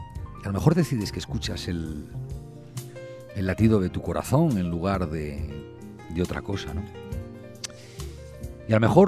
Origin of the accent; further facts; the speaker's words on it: Santander, Cantabria, Spain; Yo soy de Santander. Hay veces que en determinados países yo a la gente le digo que soy de la ciudad que se llama como el banco.